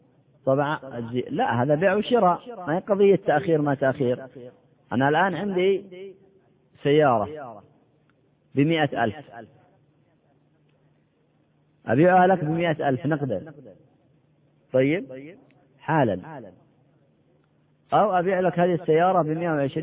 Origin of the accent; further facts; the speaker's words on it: Yemen; كما يقال عندنا في اليمن